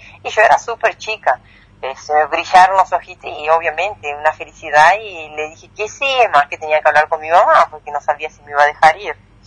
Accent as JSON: {"language": "Spanish", "region": "Entre Ríos", "country": "Argentina", "said": "Soy de Entre Ríos, sí, de Nuevo Ya."}